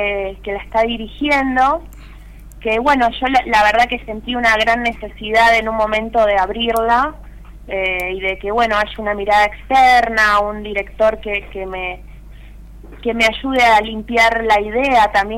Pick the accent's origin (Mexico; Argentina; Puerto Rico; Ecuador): Argentina; Temperley, Buenos Aires Province; born there; De zona sur de Buenos Aires, nací en Temperley. Fui bastante viajera también